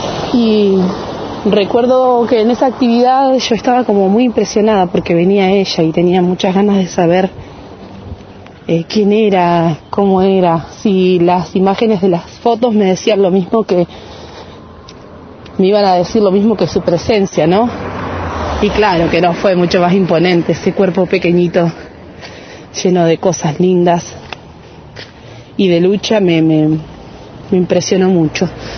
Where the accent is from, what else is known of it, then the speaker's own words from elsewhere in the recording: Choele Choel, Río Negro, Argentina; de Chuelechuel